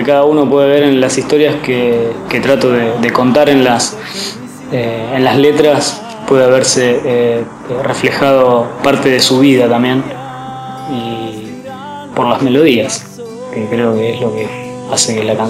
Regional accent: Junín, Buenos Aires Province, Argentina; now in La Plata, Argentina; Soy de Junín, pero vivo en La Plata desde hace 10 años, más o menos.

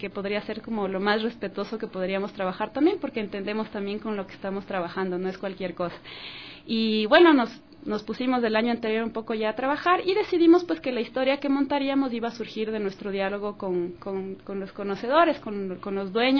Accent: Quito, Pichincha, Ecuador; Yo nací y crecí en Cotocoyao, ese es mi barrio de toda la vida, pues.

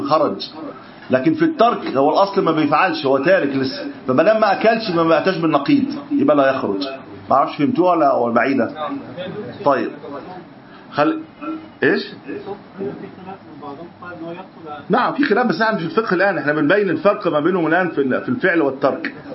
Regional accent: Egypt; طبعا هي مش متحققه عندنا في مصر، لكن في البلد في اكثر من نقد

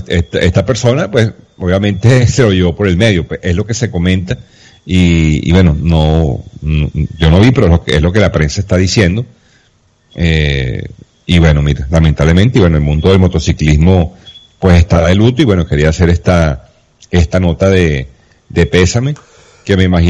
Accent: Venezuela; pues obviamente por como venezolano

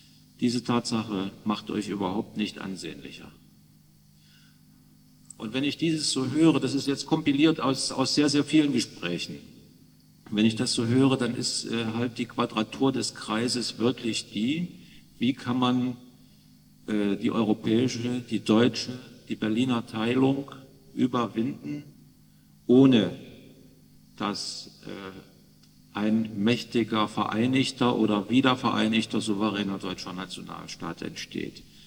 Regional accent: Poland; Ich möchte wieder als Pole auf das reagieren

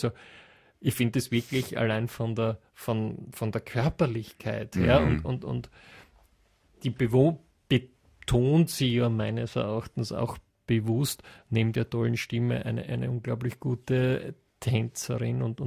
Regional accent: Austria; Nämlich schon bei uns in Österreich hervorragend, wenn man die Stadthalle ausverkauft, ja?

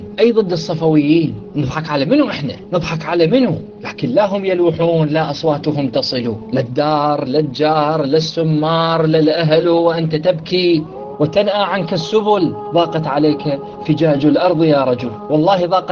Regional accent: Iraq; أنا عراقي من سنة العراق

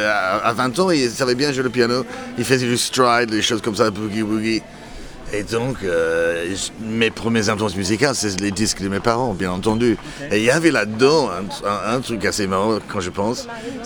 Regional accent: England, United Kingdom; French is a second language; parce que … était connu dans mon enfance en Angleterre.

